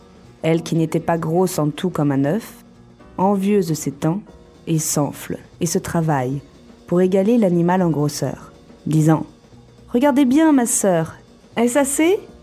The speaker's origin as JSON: {"language": "French", "town": "La Rochelle", "region": "Nouvelle-Aquitaine", "country": "France", "said": "Alors moi je viens de La Rochelle, qui est entre Nantes et Bordeaux, sur la côte de l'océan Atlantique."}